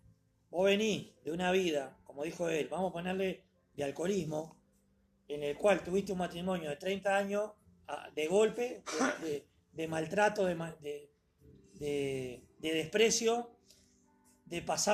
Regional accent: Uruguay; Porque yo soy uruguayo y mis sentimientos, mis emociones hacen que yo diga eso.

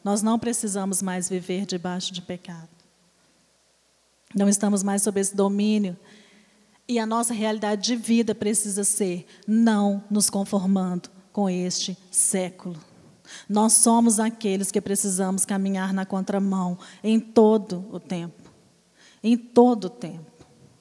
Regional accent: Brazil; Porque nós, principalmente, como brasileiros, nós sempre damos um jeitinho para justificar algo.

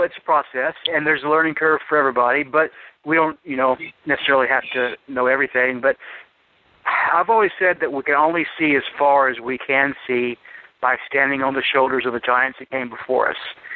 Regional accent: the South, United States; I was raised, you know, as a Southerner, to respect my elders, and I guess I'm an elder now.

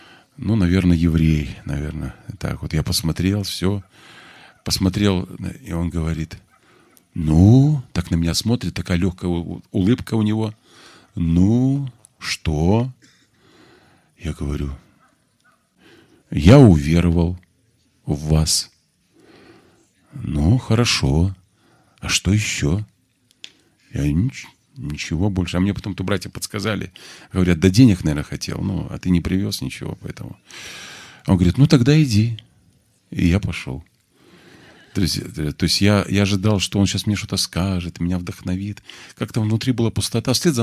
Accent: Belarus; Я, говорю, с Белоруссии приехал и знаю, а вы не знаете.

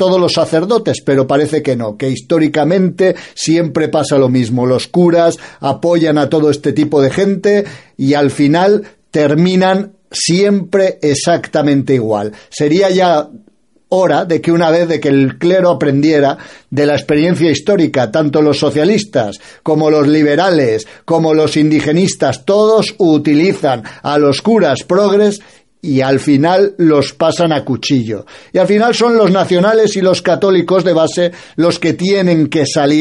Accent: Spain; quienes nos sentimos Europa, quienes nos sentimos cristianos, quienes somos españoles, quienes somos hijos del imperio

